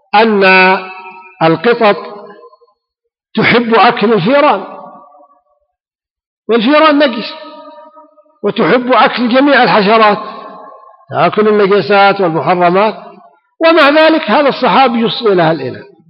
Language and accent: Arabic; Ha'il, Ha'il Province, Saudi Arabia; ويسمى عندنا في حائل البس.